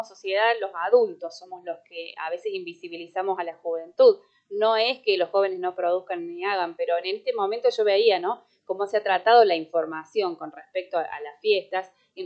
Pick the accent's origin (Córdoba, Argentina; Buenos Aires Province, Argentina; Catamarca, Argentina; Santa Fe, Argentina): Córdoba, Argentina; Arias; los colegios de mi pueblo de acá de Arias, han participado en distintos años